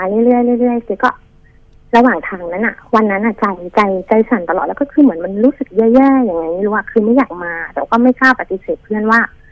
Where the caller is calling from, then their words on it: Don Mueang, Bangkok, Thailand; อยู่ดอนเมืองค่ะ